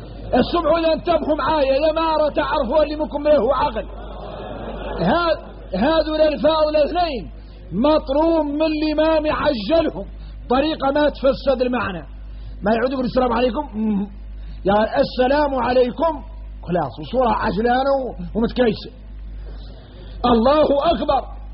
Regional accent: Mauritania; وإحنا موريتاني فاصلين في حد يطول

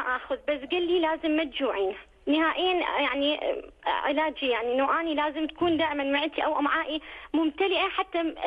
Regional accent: Iraq; يعني ممكن مثلا بلدي العراق أنه ممكن أروح أخلي والدتي نيابة عني

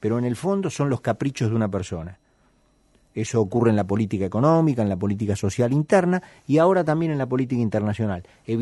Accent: Argentina; A mí como argentino me avergüenzan

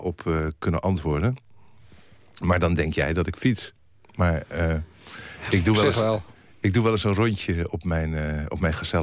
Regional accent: Bergen op Zoom, North Brabant, Netherlands; born there; Kijk, ik ben geboren in Bergen op Zoom.

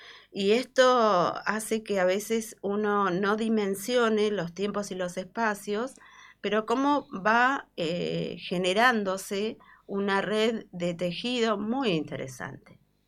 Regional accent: Bahía Blanca, Buenos Aires Province, Argentina; Me tocó vivir a los 14 años lo que fue Malvinas. Bueno, cuando era pequeña la dictadura militar en Bahía Blanca fue fuertísimo.

